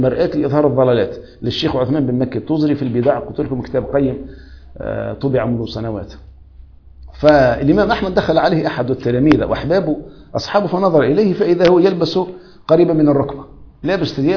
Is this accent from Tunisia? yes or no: yes; Tunisia; أما عامة الناس مثلا عندنا في تونس